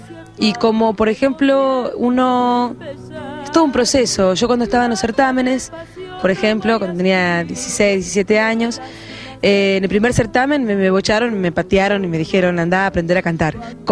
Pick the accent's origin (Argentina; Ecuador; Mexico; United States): Argentina; Coronel Brandsen, Buenos Aires Province; Vengo de Coronel Bransen, es provincia de Buenos Aires, bonaerense, lo digo de ley, ¿no? Porque estoy muy orgullosa de serlo